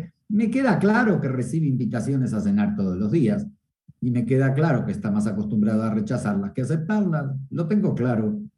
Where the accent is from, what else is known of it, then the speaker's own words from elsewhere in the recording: Argentina; como soy argentino te voy a llevar a un muy buen restaurante argentino para que conozcas la comida de mi tierra